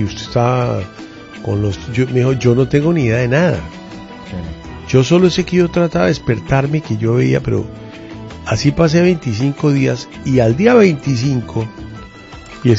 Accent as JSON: {"language": "Spanish", "country": "Bolivia", "lives_now": "Colombia", "said": "Yo soy boliviano y soy... Yo soy ciudadano de este país"}